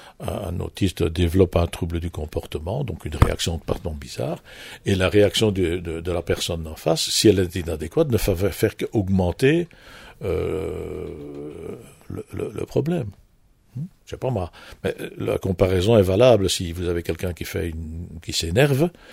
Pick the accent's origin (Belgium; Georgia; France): Belgium; Wallonia; Nous avons par exemple chez nous en Wallonie